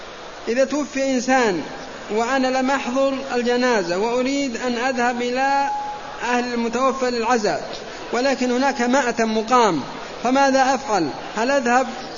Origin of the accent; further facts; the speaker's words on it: Saudi Arabia; نحن وحنا سعوديين الآن